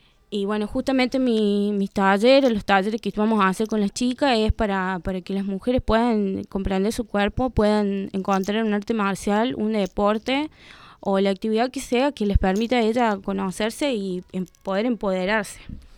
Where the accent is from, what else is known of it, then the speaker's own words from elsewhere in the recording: Córdoba, Argentina; also born or lived in La Rioja; yo me fui acá de La Rioja, hace unos años me volví a Córdoba.